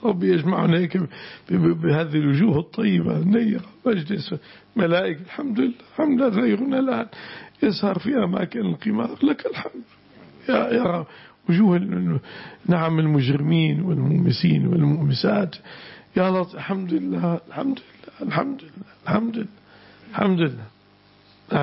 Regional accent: Syria; البعصة اسم مكان هنا عندنا في الشام.

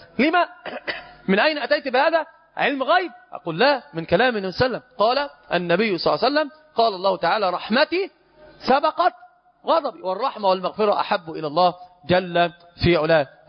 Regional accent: Egypt; هو ما زال طريح الفراش محنط عندنا في مصر

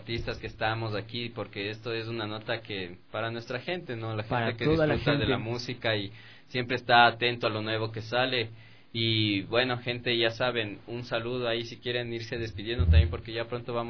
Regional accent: Valle del Cauca, Colombia; también soy del Valle

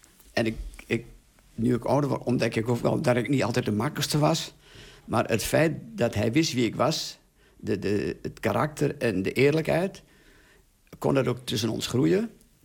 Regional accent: Overijssel, Netherlands; En ik kwam natuurlijk uit Twente, maar toen was de wereld nog heel groot.

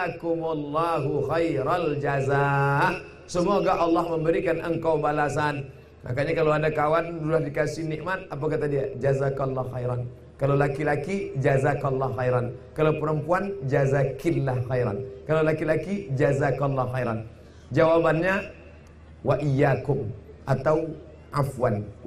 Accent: Langgam, Riau, Indonesia; Begitu adat istiadat kami orang Langgam Kabupaten Pelalawan

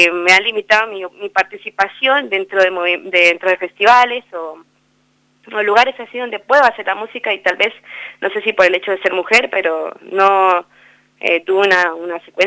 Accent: Sibundoy, Putumayo, Colombia; now in El Bolsón, Argentina; que nace en Sibundoy Putumayo, en mi terruño, y bueno, y se consolida también acá en el Bolsón

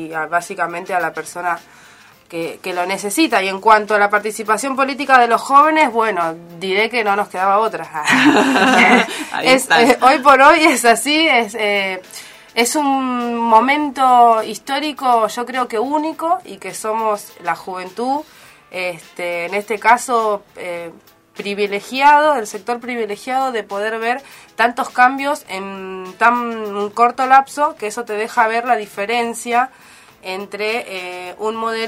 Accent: Solano, Buenos Aires Province, Argentina; sobre todo de la zona de la periferia de Solano, de donde soy yo

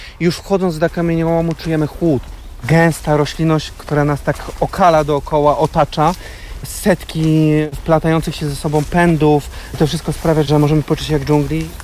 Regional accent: Poznań, Greater Poland Voivodeship, Poland; Wychowywałem się w Poznaniu na nieużytku. To była rezerwa pod inwestycję tramwajową.

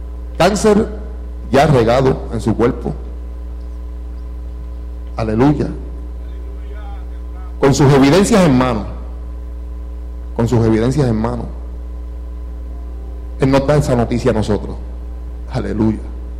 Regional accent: Hato Viejo, Puerto Rico; Somos del mismo barrio. Somos de Hato Viejo los dos. Y los dos nos criamos en la Iglesia Pentecostal de Los Caños

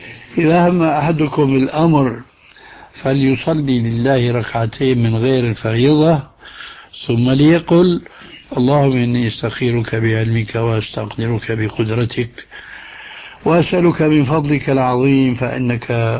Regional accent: Damascus, Damascus Governorate, Syria; هذه كانت تستعمل عندنا في دمشق

